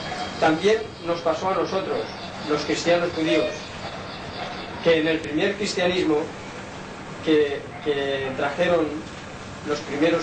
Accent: Palma, Balearic Islands, Spain; also born or lived in Inca; soy inquero, nací en Inca en el año 1928. Se han equivocado también. Un 12 de abril. Pero a los dos o tres años me bajaron a ciudad, a Palma. Fuimos a vivir en una casa, en la Plaza de la Paja

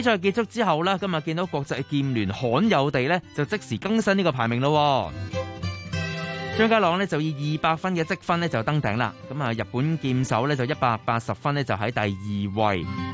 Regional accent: Hong Kong; 咁當然咧就更加近嘅就我哋香港人都知道啦

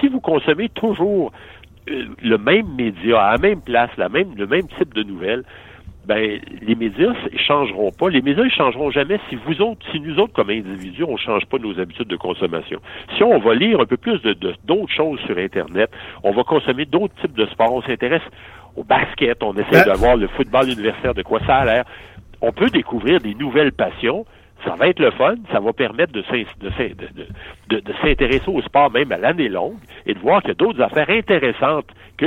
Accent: Quebec City, Quebec, Canada; Mais je vous dirais que même moi, je suis originaire

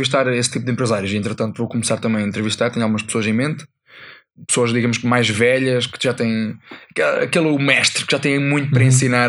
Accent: Portugal; eu como bom português que sou

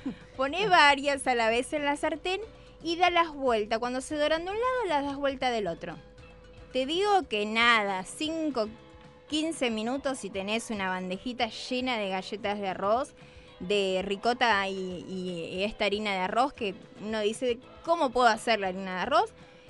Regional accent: Misiones, Argentina; yo me crié en Misiones, en el campo, entonces era más difícil el acceso a todo

